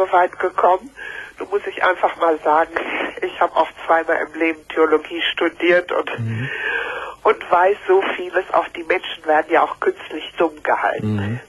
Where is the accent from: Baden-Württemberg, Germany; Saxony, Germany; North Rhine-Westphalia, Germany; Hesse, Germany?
North Rhine-Westphalia, Germany; Paderborn; born there; ich bin gebürtige Paderbornerin.